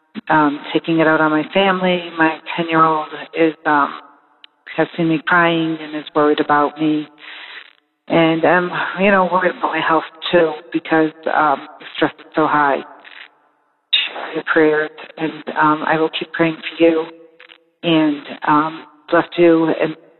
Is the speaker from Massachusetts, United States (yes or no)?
yes; Massachusetts, United States; I'm from Massachusetts.